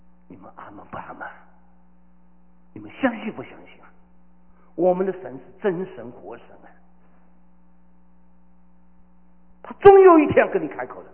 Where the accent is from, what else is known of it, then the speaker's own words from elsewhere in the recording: Shanghai, China; 我是个上海人